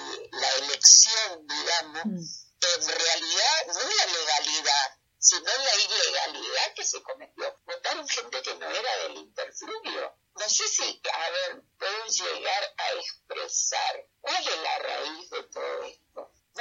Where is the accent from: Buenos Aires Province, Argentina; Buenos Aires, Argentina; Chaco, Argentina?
Chaco, Argentina; porque yo soy chaqueña, nací en el Chaco, me eduqué en el Chaco y trabajé en el Chaco en el tema de la justicia administrativa.